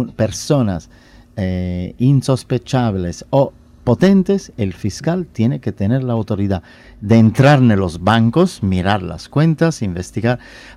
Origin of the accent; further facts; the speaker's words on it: Italy; Spanish is a second language; now in Uruguay; porque yo soy italiano, pero soy también uruguayo, tengo residencia, tengo cédula.